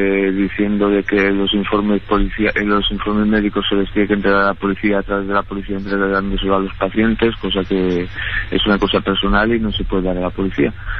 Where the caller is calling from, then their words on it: Valencia, Valencian Community, Spain; Mire, yo le llamo desde Valencia.